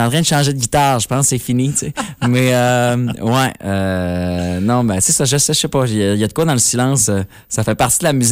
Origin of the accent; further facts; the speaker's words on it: Alma, Quebec, Canada; Donc je dis que je viens d'Alma.